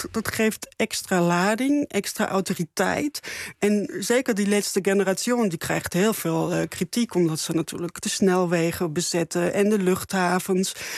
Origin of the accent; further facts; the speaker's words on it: Erfurt, Thuringia, Germany; Dutch is a second language; In Erfurt, dat is de stad in Thüringen waar ik ben opgegroeid. Een hele mooie stad in het oosten van Duitsland.